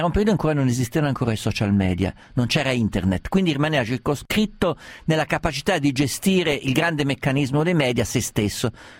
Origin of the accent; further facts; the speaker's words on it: Perugia, Umbria, Italy; born there; Sono nato a Perugia, non metto più piede a Perugia non so da quanto tempo, e forse mai più ce lo metterò